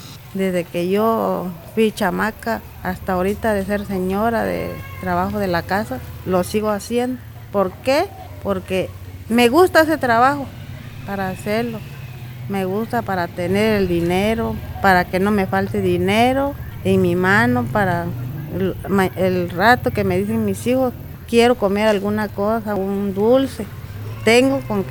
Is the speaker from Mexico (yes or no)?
yes; San Francisco Ixhuatán, Oaxaca, Mexico; Yo soy de San Francisco, Izhuatán, Oaxaca. Aquí en Izhuatán.